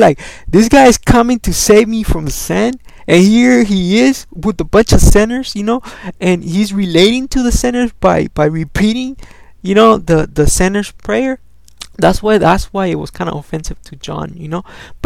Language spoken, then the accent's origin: English; El Salvador; first language Spanish; English is a second language; moved away; English, even though Spanish is my first language, I understand English a little bit more. I don't know how to explain it to you, because I've been here for more time than I was in El Salvador.